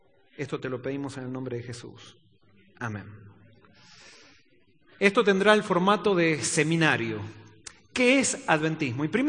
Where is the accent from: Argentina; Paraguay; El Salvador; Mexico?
Argentina; born there; yo nací por accidente en Argentina, pero nací por decisión en el reino de los cielos y ya no soy más argentino.